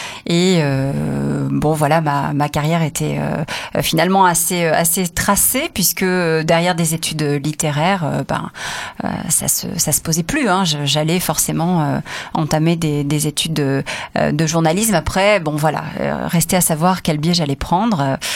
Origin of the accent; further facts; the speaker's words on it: Provence-Alpes-Côte d'Azur, France; Il y en avait sûrement à côté de chez moi dans le Var.